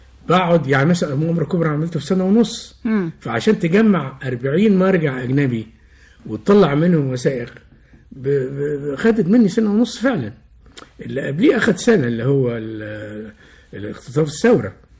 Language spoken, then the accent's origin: Arabic; Egypt; اولا في المدخل تمثال مش موجود عندنا في مصر